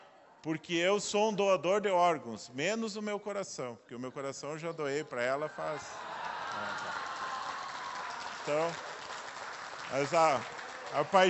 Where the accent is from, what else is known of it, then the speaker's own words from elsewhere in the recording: Rio Grande do Sul, Brazil; born there; now in Santa Catarina, Brazil; eu sou filho de gaúcho, nasci no Rio Grande do Sul